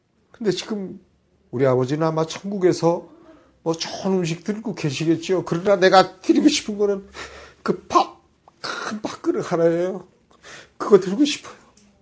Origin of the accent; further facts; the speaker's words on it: Pyongan, North Korea; 그 우리는 평안도 사람이니까 빈대떡을 잘하잖아요. 녹두 빈대떡.